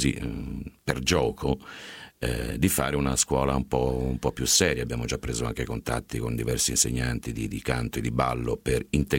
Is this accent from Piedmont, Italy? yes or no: yes; Turin, Piedmont, Italy; born there; now in Grottaglie, Italy; quindi molto lontano in realtà dalla mia città natale che è Torino